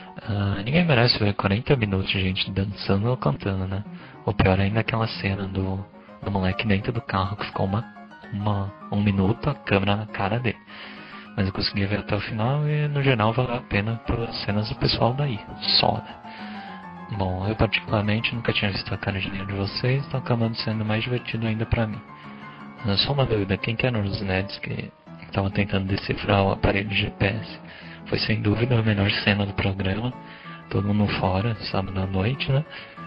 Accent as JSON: {"language": "Portuguese", "region": "São Paulo", "country": "Brazil", "said": "tenho 21 anos, sou de São Paulo"}